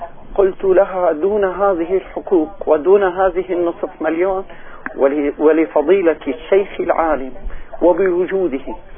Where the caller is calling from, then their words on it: Damascus, Damascus Governorate, Syria; من دمشق سيدي.